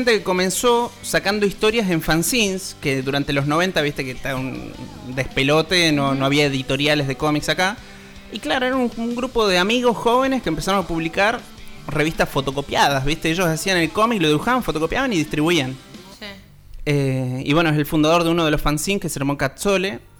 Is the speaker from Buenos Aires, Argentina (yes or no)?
no; San Juan, Argentina; yo soy de San Juan y la verdad que cada vez que voy para allá están las montañas ahí